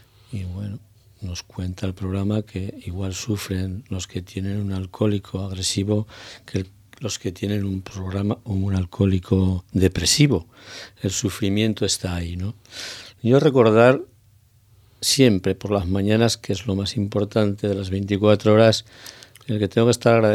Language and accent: Spanish; Zaragoza, Aragon, Spain; moved away as an adult; yo llevo 2 años en la isla, vine de Zaragoza